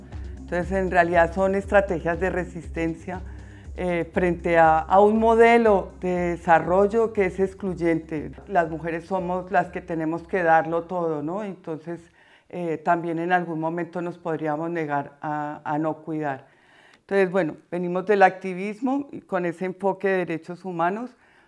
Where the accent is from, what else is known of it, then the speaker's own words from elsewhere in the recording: Madrid, Community of Madrid, Spain; la mayoría somos de Vallecas.